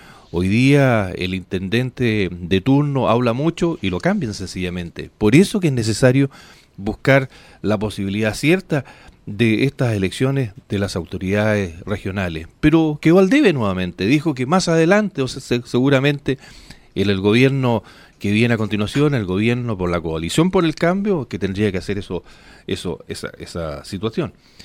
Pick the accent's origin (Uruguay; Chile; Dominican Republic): Chile; nosotros como ciudadanos de esta república, como chilenos